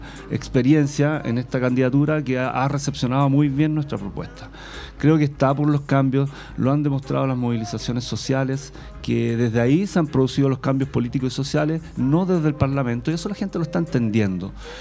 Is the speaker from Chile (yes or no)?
yes; Puente Alto, Santiago Metropolitan Region, Chile; Yo nací en Puente Alto, en la comuna, ya hace 40 y algo años, 40 y largos años acá en la comuna.